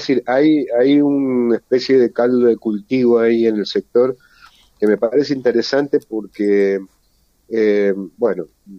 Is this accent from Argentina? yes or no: yes; Mendoza, Argentina; como mendocinos y como habitantes de este suelo nos interesan